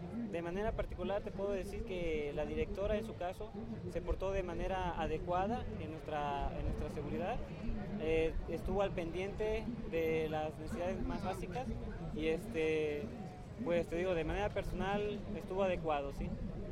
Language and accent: Spanish; Veracruz, Mexico; Yo trabajo en Tabasco, soy del estado de Veracruz